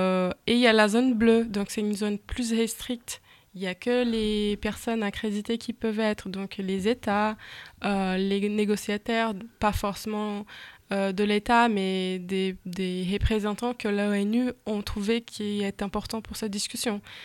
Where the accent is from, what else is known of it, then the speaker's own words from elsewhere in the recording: Belém, Pará, Brazil; French is a second language; Je viens de Belém. C'est ma ville natale, je suis née, j'étais élevée, je fais mes études, donc je connais bien cette ville